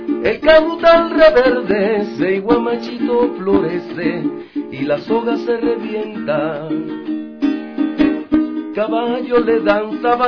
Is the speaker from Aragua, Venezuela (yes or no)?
yes; Suata, Aragua, Venezuela; mi pueblo Suata, pueblito pequeño ya del estado de Aragua, donde me crié.